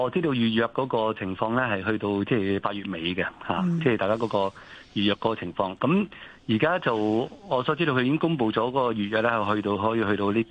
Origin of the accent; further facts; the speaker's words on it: Hong Kong; 而且我哋好多我哋香港人翻去內地，其實最唔方便嘅地方